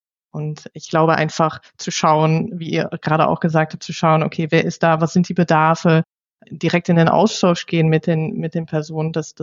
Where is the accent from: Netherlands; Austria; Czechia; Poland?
Netherlands; now in Germany; Also ich komme ja aus den Niederlanden und da wird grundsätzlich auch im Arbeitsumfeld eigentlich immer geduzt.